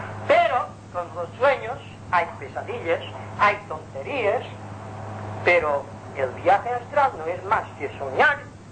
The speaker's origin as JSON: {"language": "Spanish", "town": "Palma", "region": "Balearic Islands", "country": "Spain", "tie": "born or raised there", "also_born_or_lived": "Inca", "said": "yo tenía unos 6 o 7 años de edad, porque soy mallorquín, pero de Inca, nací en Inca. Me bajaron a Palma y fuimos a vivir en la Plaza de la Faja"}